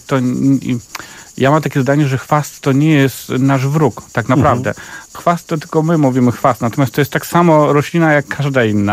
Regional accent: Kuyavian-Pomeranian Voivodeship, Poland; wychowałem się w malutkiej miejscowości na Kujawach, więc tam od dziecka, miejscowości otoczonej lasami

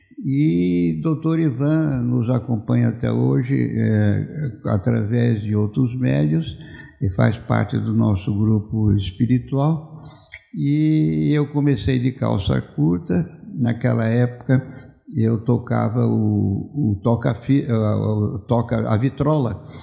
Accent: Jacareí, São Paulo, Brazil; now in São José dos Campos, Brazil; Então, eu sou de Jacareí, moro aqui em São José, dia 27 completou 4 anos, já morei anteriormente.

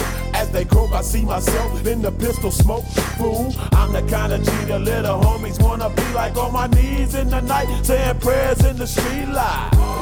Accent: Florence, Tuscany, Italy; io vengo da Firenze, alla fine alle brutte puoi sempre tornare in un posto meraviglioso come Firenze

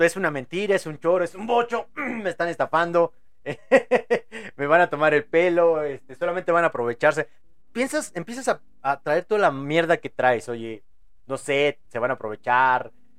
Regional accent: Mexico; Eso es obvio, yo soy mexicano.

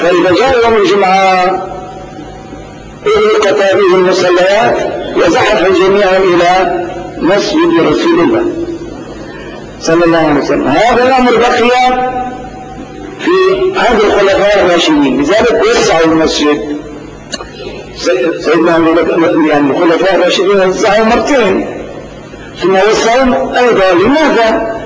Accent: Damascus, Damascus Governorate, Syria; لكن في بلدنا دمشق بالذات هناك شرط لا يتم

